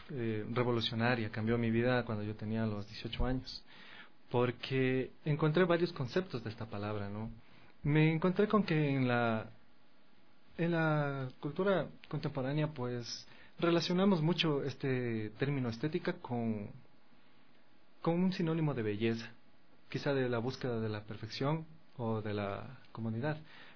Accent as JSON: {"language": "Spanish", "town": "Ibarra", "region": "Imbabura", "country": "Ecuador", "tie": "born there", "said": "yo como nací en Ibarra, pues he vivido en varios lugares de nuestro país, pero el estudio de musical lo hice en la provincia de Imbabura, en Cotacachi."}